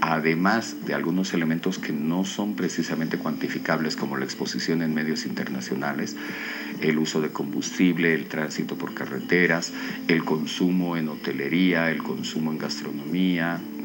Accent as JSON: {"language": "Spanish", "region": "La Paz", "country": "Bolivia", "said": "para sentirnos efectivamente orgullosos como paseños, pero más orgullosos como bolivianos."}